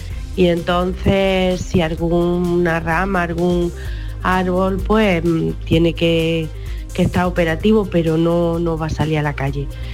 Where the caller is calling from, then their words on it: Bailén, Andalusia, Spain; de Bailén.